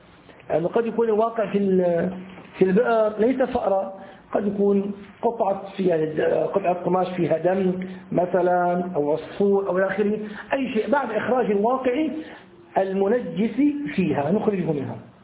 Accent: Syria; عندنا في الشام يسمى أبو بريس،

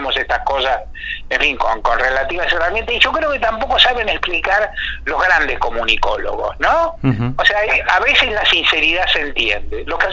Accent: Argentina; soy abogado, he sido militante, tengo unos cuantos años de periodismo, soy argentino

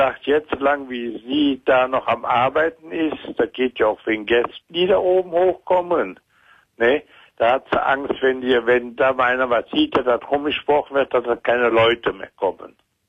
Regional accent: Rhineland, Germany; Und ich bin aus dem Rheinland.

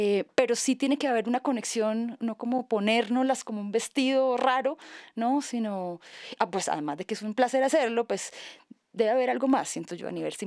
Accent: Santander, Colombia; Yo soy de Santander, ¿no? Mi papá es un músico empírico. Entonces crecí con esa música también.

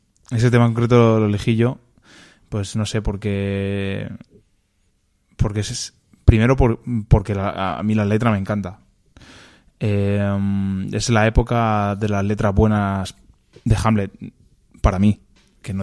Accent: Illescas, Castilla-La Mancha, Spain; also born or lived in Toledo; now in Madrid, Spain; somos toledanos, aunque yo vivo en Madrid, pero vamos, soy de aquí, de Illescas de toda la vida y nací en Toledo

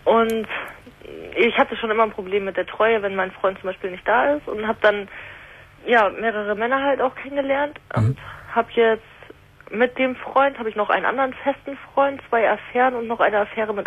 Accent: Hamburg, Germany; Und ich komme ja aus Hamburg und das, ich bin am Überlegen, da runterzuziehen

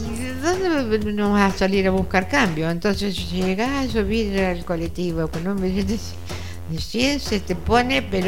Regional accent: Ayacucho, Buenos Aires Province, Argentina; born there; Yo nací en Ayacucho, sí.

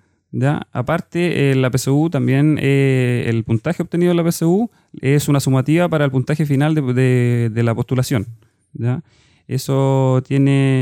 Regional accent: Santiago, Santiago Metropolitan Region, Chile; Yo soy oriundo de Santiago

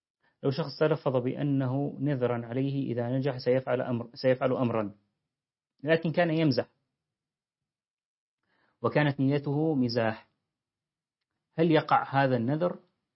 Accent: Deir ez-Zor, Deir ez-Zor Governorate, Syria; عندنا في دير الزور

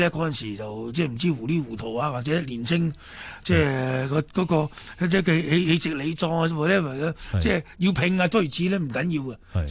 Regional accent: Hong Kong; 我是香港人，人哋冇意思，我是香港人

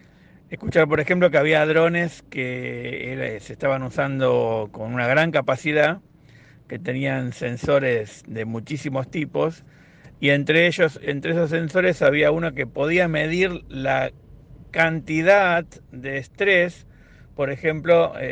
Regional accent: Lomas de Zamora, Buenos Aires Province, Argentina; en Loma de Zamora, de donde yo soy, donde vivo, donde soy oriundo

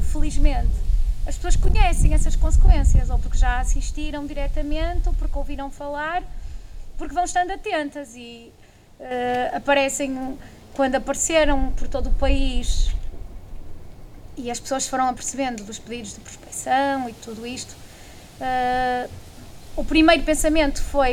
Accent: Norte, Portugal; cresci no Val do Ave e não havendo lá minas havia fábricas, que ainda lá estão

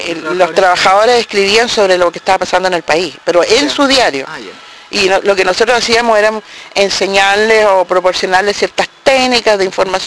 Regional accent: Chile; moved away; Y nosotros, como chilenos en el exilio, nos informábamos a través

